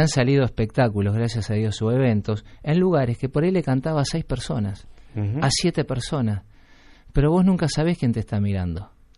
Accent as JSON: {"language": "Spanish", "country": "Uruguay", "moved": "yes", "said": "Cuando crucé el charco, vine acá a cantar chacareras, milongas, tangos, candombes, zambitas de mi país. Soy un uruguayo que la viene a luchar."}